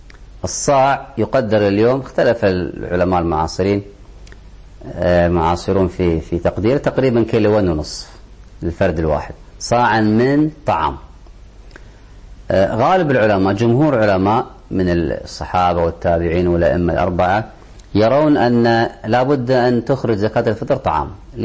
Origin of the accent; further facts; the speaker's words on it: Kuwait; الخادمة في البيت في الغالب عندنا في الكويت تأكل مما نأكل وتشرب مما نشرب،